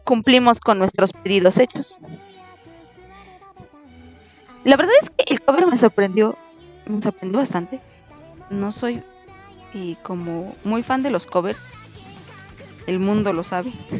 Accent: Aguascalientes, Mexico; Soy de México, del hermoso estado de Aguascalientes, ahí vivo yo, lejos del Popocatépetl. Lejos de la ceniza volcánica.

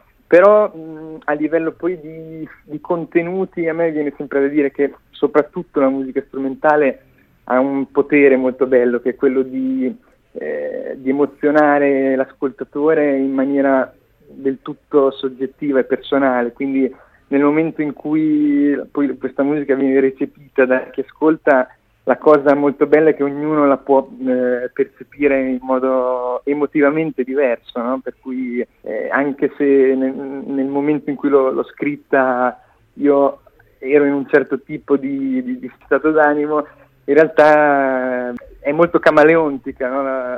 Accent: Rimini, Emilia-Romagna, Italy; un piccolo festival vicino alle mie parti, sono riminese

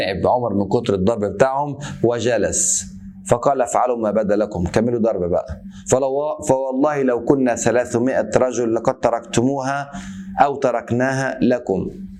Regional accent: Egypt; زي بيقولوا عندنا في مصر

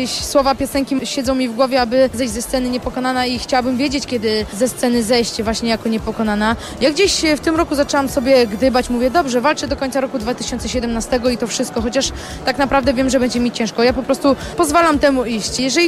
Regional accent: Olsztyn, Warmian-Masurian Voivodeship, Poland; Ja zawsze byłam związana z Warmią, z Olsztynem. I ja zawsze mówię, że jestem olsztynianką.

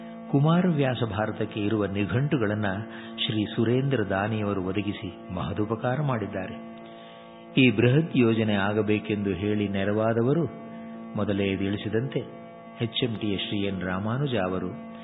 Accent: Mattur, Karnataka, India; ಈ ಶತಮಾನದ 2-3 ದಶಕದಿಂದ ನಮ್ಮ ಊರು ಹೊಸಹಳ್ಳಿ ಮತ್ತೂರಿನಲ್ಲಿ ಭಾರತವಾಚನ ವ್ಯಾಖ್ಯಾನ ಪದ್ಧತಿ ಪ್ರಾರಂಭವಾಯಿತು.

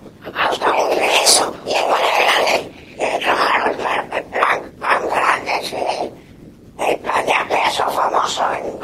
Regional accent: Tuluá, Valle del Cauca, Colombia; yo vengo de Tuluá.

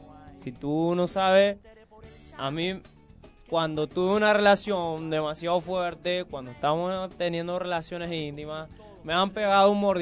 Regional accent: Puerto Rico; no solo de ahí de mi caserío, de todo lo que es mi pueblo por allá en Puerto Rico

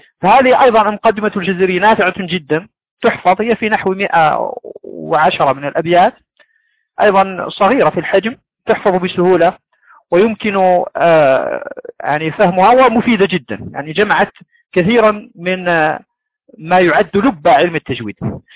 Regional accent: Morocco; عندنا في المغرب

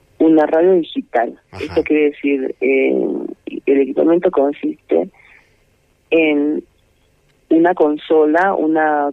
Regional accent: Humahuaca, Jujuy, Argentina; No, yo trabajo y vivo acá, pero soy de Humahuaca.

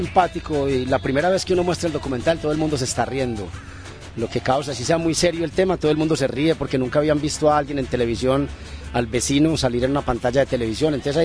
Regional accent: Colombia; soy colombiano.

